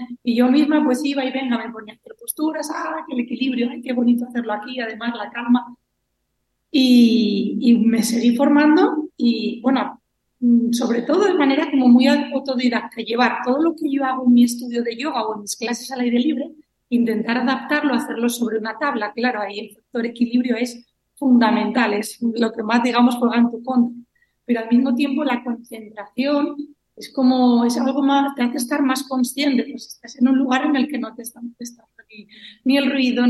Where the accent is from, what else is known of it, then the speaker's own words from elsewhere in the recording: Cangas de Onís, Asturias, Spain; decidí volver a Asturias, concretamente a Cangas de Onís, que es de donde soy yo. Y hace ahora 6 años que regresé